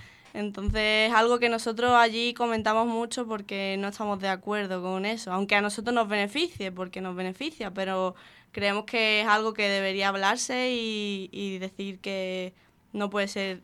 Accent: Málaga, Andalusia, Spain; now in Poland; soy de aquí de Málaga, por aquí por la Trinidad.

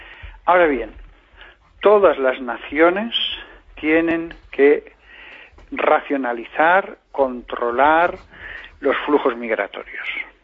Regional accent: Aragon, Spain; Yo hablo con pasión y entusiasmo como buen aragonés que soy

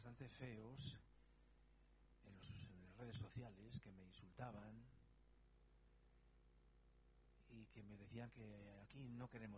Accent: Romania; now in Spain; si yo, como director rumano, estoy en España, en estos momentos soy minoría también, porque estoy en un país que no es el mío, que es España.

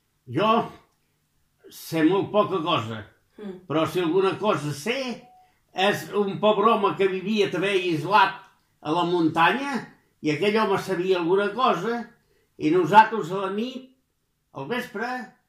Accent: Santa Pau, Catalonia, Spain; born there; Al Sallent. Al Sallent és aquí a Santa Pau.

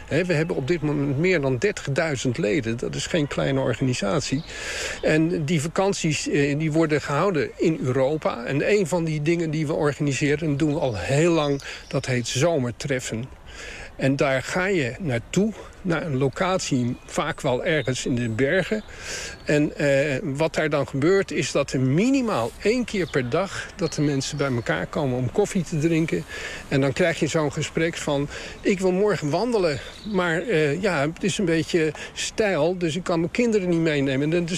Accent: Rotterdam, South Holland, Netherlands; Ik kom eigenlijk uit Rotterdam en daar woonde ik en daar was ik als Nivon jongere.

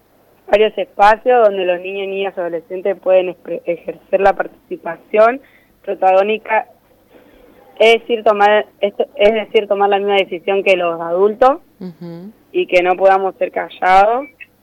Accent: Buenos Aires, Argentina; de acá de Buenos Aires.

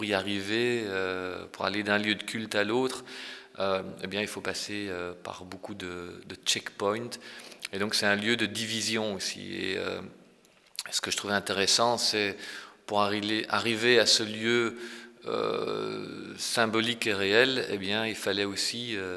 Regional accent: Ghent, Flanders, Belgium; et je suis originaire de Gand avec un père wallon et une mère flamande

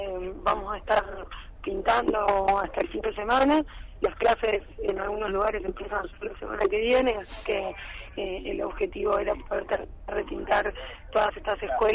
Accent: Argentina; Yo creo que somos muchos los argentinos que construimos

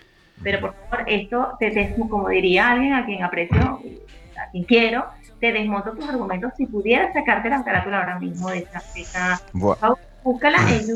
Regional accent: Venezuela; Nosotros en mi tierra, en Venezuela, la salsa y el merengue se baila y la pareja está muy pegada.

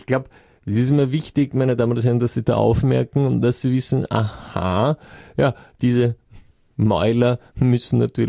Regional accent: Austria; bei uns in Österreich

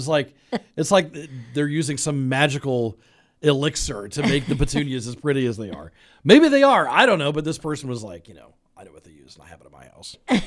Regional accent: Kokomo, Indiana, United States; I mean, I grew up in Kokomo, and all of our streets downtown were one-way.

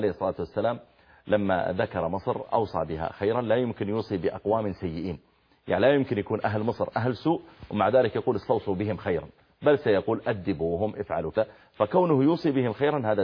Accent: Saudi Arabia; اللي موجودة عندنا في السعودية الآن قريب من المدينة

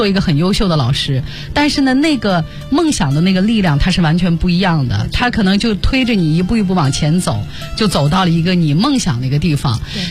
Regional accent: Shanxi, China; 是我是山西人

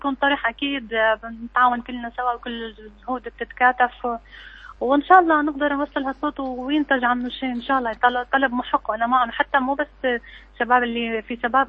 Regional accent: Syria; نحن كمجتمع سوري تعلمنا دائما نقدم

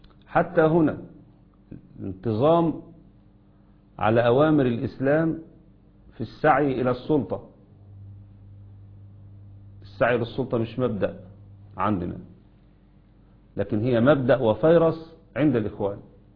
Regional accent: Egypt; لأن اللي حصل عندنا في مصر منذ عام كامل

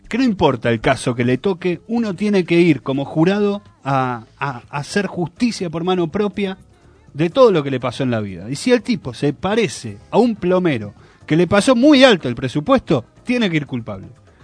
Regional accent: Argentina; Como argentinos tendemos a prejuzgar y a sostener ese prejuzgamiento hasta que la muerte nos separe.

